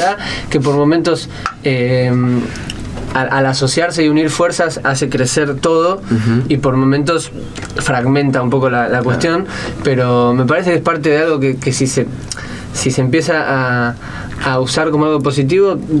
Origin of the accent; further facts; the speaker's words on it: Buenos Aires, Argentina; Vengo de Buenos Aires, que está bien, como lo llamaron, una especie de Babilonia de posibilidades, de gente, un torbellino de propuestas al mismo tiempo. Y obviamente, como yo soy de allá, nací allá y estoy hace rato allá